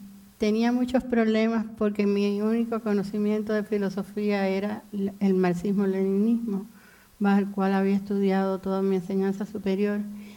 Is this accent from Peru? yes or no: no; Cuba; moved away as an adult; Yo soy cubana, posiblemente ya lo hayan identificado por mi voz. Viví en Cuba 40 años, salí de Cuba con 40 años. Dentro de la Revolución Cubana viví aproximadamente 31. Y mi formación primera fue en Cuba.